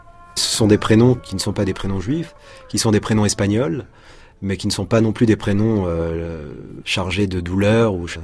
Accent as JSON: {"language": "French", "country": "France", "said": "C'est très étrange parce que je suis français, bon, j'ai des attaches espagnoles."}